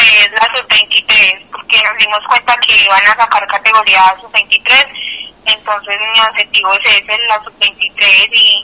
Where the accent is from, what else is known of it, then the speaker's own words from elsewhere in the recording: Medellín, Antioquia, Colombia; No, no, yo soy de Medellín. Entonces, no, ellas están allá.